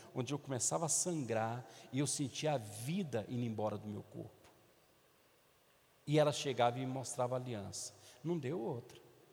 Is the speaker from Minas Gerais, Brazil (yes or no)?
yes; Minas Gerais, Brazil; porque eu sou mineiro, irmão